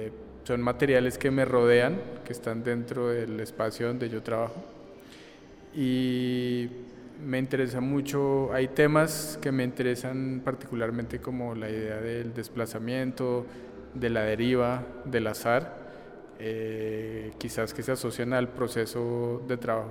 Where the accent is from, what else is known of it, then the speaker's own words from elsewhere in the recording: Bogotá, Colombia; soy artista de Bogotá.